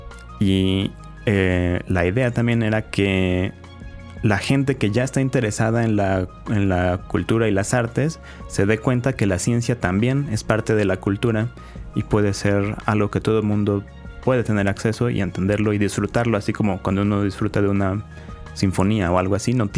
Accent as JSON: {"language": "Spanish", "country": "Mexico", "said": "creo que como mexicanos nos encanta reírnos de todo"}